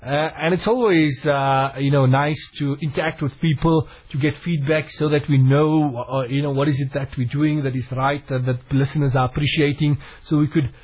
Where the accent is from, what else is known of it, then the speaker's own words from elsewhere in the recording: Port Elizabeth, Eastern Cape, South Africa; from people within my hometown in Port Elizabeth